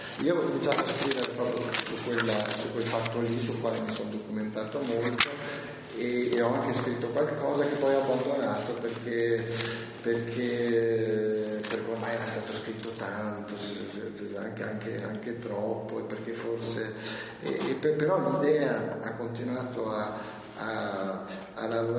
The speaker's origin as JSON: {"language": "Italian", "town": "Trento", "region": "Trentino-Alto Adige", "country": "Italy", "tie": "born or raised there", "said": "Io sono cresciuto a Trento"}